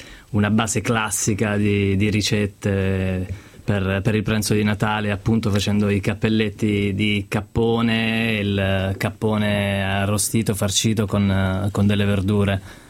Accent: Apulia, Italy; Io sono pugliese.

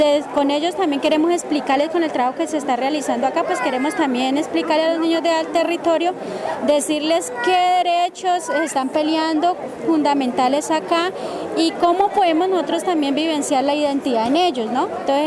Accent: Corinto, Cauca, Colombia; vengo del territorio de Corinto, Resguardo Páez de Corinto, Cauca.

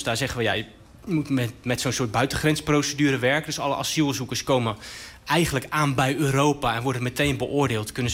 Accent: Rotterdam, South Holland, Netherlands; Ik kom zelf uit Rotterdam.

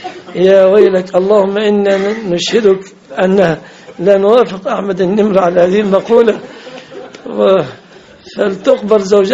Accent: Egypt; لان صداق المرأة تمثل في عفش ومؤخر وشبكة في بلادنا مصر

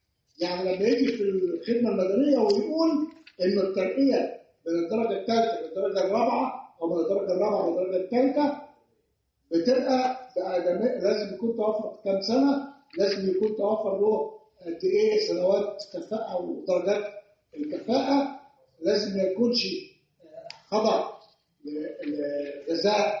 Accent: Egypt; بتكلم بالامثله الوضع عندنا في مصر. عندنا وضع في مصر القاضي ما بيتعرضش للدستوريه

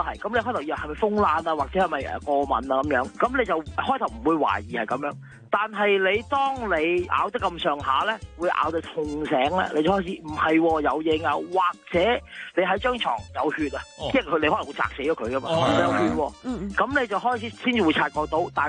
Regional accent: Hong Kong

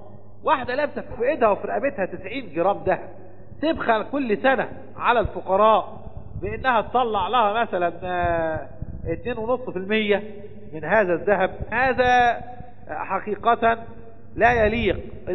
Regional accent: Egypt; لكن العلماء عندنا في مصر قالوا التقدير الآن بالفضة

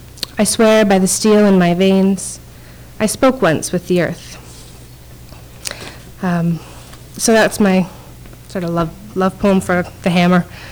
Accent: Toronto, Ontario, Canada; now in Hamilton, Canada; I grew up in Toronto, so when I decided to buy a house in Hamilton, I was somewhat conflicted about the decision

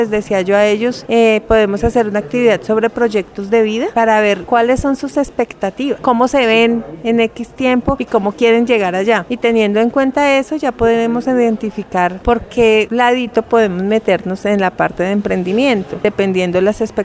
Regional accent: Boyacá, Colombia; now in Bogotá, Colombia; Yo soy boyacense, pues vivo en Bogotá, pero soy boyacense, y por mi región se consume mucho el maíz.

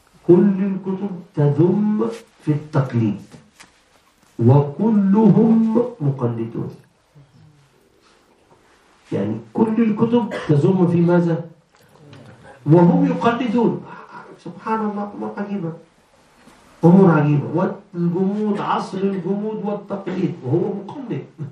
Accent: Egypt; عيد الأم مثلا، إحنا عندنا في مصر عرف عيد الأم نشتري هدايا للمدرسة

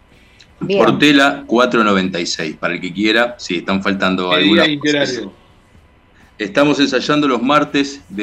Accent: Montevideo, Uruguay; Montevideo. Sí, de ahí aires puros, por esos lados.

